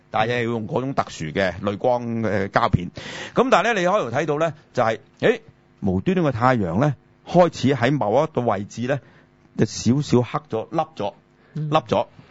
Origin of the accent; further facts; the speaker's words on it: Hong Kong; 因為我哋香港人就鍾意好意頭。